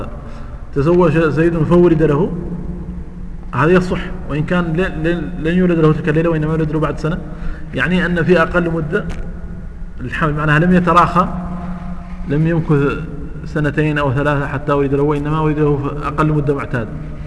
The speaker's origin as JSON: {"language": "Arabic", "country": "Mauritania", "said": "انا ادركت هذا عندنا في موريتانيا"}